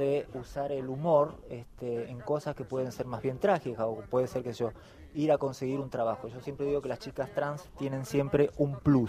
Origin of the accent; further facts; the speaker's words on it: Remedios de Escalada, Buenos Aires Province, Argentina; also born or lived in Lomas de Zamora; Yo soy de Lomas de Zamora, de la zona sur. Bueno, pero viví toda mi vida en Rápido de Escalada. Yo soy de zona sur.